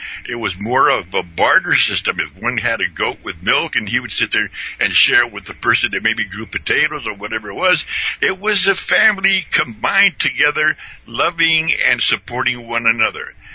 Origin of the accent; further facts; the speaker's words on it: Indio, California, United States; We grew up out there in Indio, California, which is basically an agricultural community.